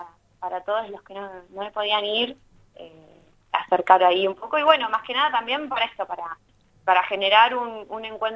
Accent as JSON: {"language": "Spanish", "town": "Azul", "region": "Buenos Aires Province", "country": "Argentina", "said": "Sí, sí, ambas somos de Azul"}